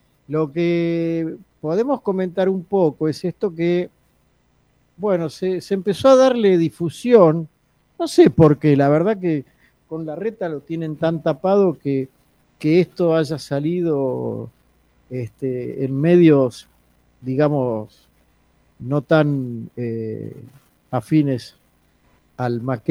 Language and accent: Spanish; Buenos Aires, Argentina; todos los que somos de la Ciudad de Buenos Aires